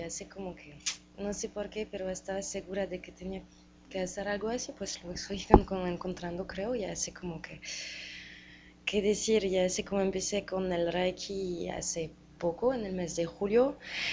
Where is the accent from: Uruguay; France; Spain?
France; Spanish is a second language; vengo de Francia, pues por eso mi acento.